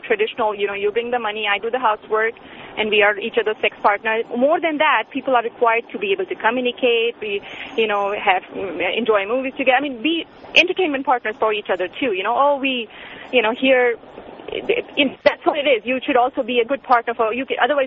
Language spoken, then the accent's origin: English; India; I'm from India and I grew up in India and born and brought up with cultural Indian values.